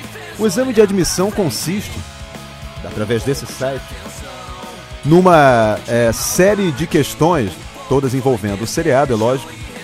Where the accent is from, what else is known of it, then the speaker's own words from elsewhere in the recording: Brazil; Eu sou brasileiro e eu venho de um país onde se frauda até Enem.